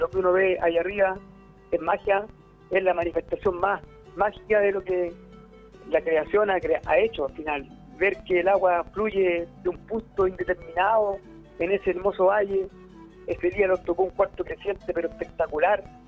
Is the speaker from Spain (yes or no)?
no; Puente Alto, Santiago Metropolitan Region, Chile; porque yo me crié en Puente Alto toda mi existencia, y a última hora me vine al Pantacopo, compadre.